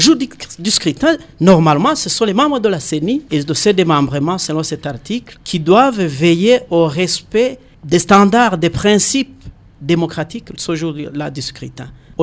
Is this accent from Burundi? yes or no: yes; Burundi; chez nous au Burundi